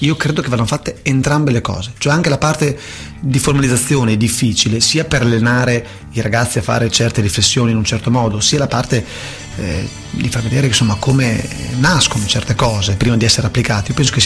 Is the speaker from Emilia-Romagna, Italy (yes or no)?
yes; Bologna, Emilia-Romagna, Italy; sono bolognese, perdonatemi per la pronuncia.